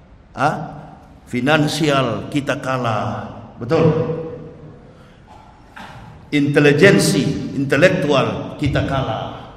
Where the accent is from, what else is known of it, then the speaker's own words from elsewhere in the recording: Manado, North Sulawesi, Indonesia; now in Jakarta, Indonesia; Saya orang Manado. Di Manado, di Sulawesi, di mana-mana, bukan di Jakarta. Saya tinggal Jakarta, Cibubur.